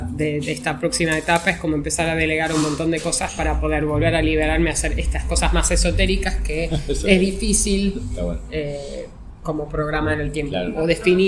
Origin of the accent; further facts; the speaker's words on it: Rosario, Santa Fe, Argentina; soy de Rosario y quiero hacer una guía